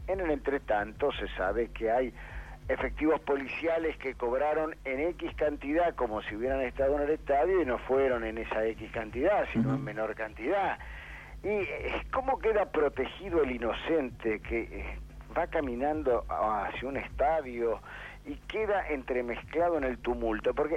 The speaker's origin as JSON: {"language": "Spanish", "country": "Argentina", "said": "yo decía que en mi país está prolijamente eludido el debate del porqué de la violencia externa, la del que agrede al otro, porque ese debate definiría quiénes son todos los responsables mayores de una Argentina"}